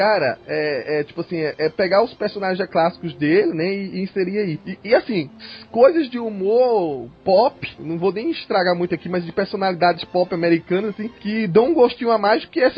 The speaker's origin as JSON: {"language": "Portuguese", "region": "São Paulo", "country": "Brazil", "said": "Eu sou de São Paulo, não conhecia. Cheguei agora há pouco."}